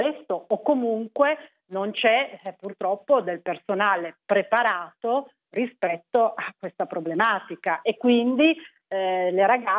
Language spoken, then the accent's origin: Italian; Piedmont, Italy; sono piemontese